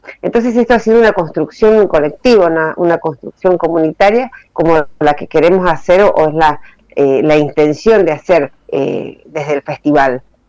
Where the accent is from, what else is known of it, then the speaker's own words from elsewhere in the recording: Mendoza, Argentina; now in Buenos Aires, Argentina; yo soy mendocina, pero vivo en Buenos Aires hace muchos años.